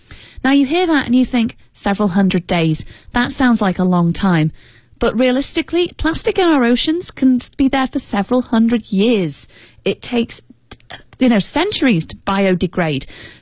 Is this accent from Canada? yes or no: no; United Kingdom; Now, I'm obviously British, and Britain is very proud of its history of creating nature documentaries.